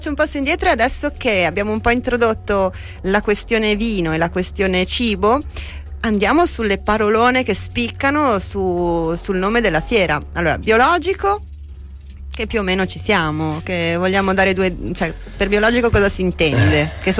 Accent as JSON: {"language": "Italian", "region": "Veneto", "country": "Italy", "said": "io che sono veneta"}